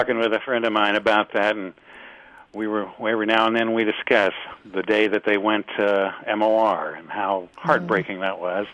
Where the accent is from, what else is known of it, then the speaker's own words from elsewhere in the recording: Dallas, Texas, United States; I was thinking as a kid, growing up in Dallas